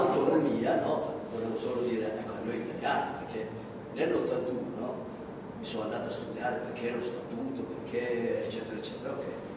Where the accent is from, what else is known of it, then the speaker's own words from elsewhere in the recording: Southern Italy, Italy; moved away as an adult; now in South Tyrol, Italy; ho lasciato il mio paese perché sono andato a lavorare e sono contento di vivere, ho famiglia, figli in Alto Adige, quindi grazie a questo statuto io dal sud li ho avvantaggiati perché ho trovato lavoro, figlio, parlo tedesco, italiano